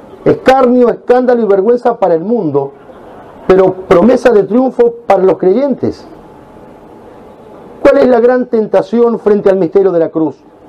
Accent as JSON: {"language": "Spanish", "country": "Argentina", "said": "como argentinos e hispanoamericanos, nos sentimos orgullosos"}